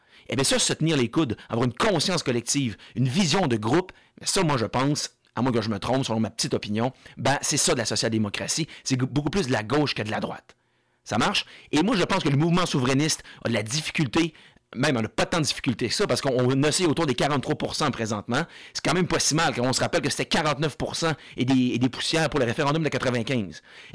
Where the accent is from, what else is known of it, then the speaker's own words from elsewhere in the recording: Quebec, Canada; nous, en tant que Québécois, on s'identifie à notre pays